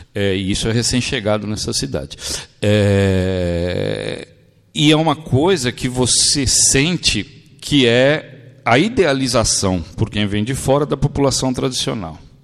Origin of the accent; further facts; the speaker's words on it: São Paulo, Brazil; Eu sou do Bixiga. O Bixiga, originalmente, foi um quilombo. Depois virou um bairro de imigração, fundamentalmente italiano. Hoje é um bairro eminentemente nordestino.